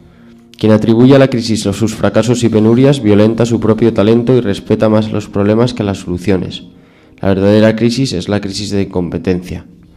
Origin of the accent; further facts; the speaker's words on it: Spain; cómo somos también los españoles, ¿no?